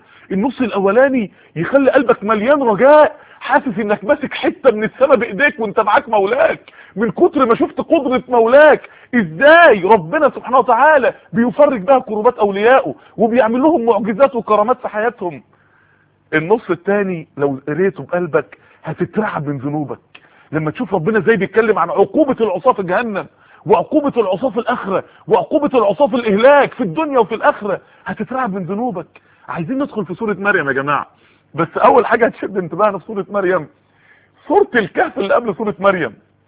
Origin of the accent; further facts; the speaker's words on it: Mansoura, Dakahlia, Egypt; في بعض الناس يعني عندنا في المنصورة قالوا لي